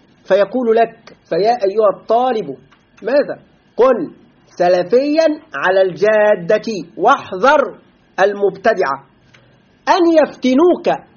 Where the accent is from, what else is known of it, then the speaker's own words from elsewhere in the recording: Egypt; في بلدنا مصر كثير من طلاب العلم يقعون في هذا